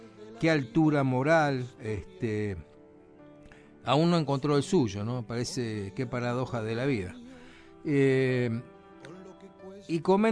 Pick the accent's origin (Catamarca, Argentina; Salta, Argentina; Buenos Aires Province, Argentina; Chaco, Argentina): Buenos Aires Province, Argentina; Florida; born there; Ahí nací yo, en Florida, hace unos años de esto.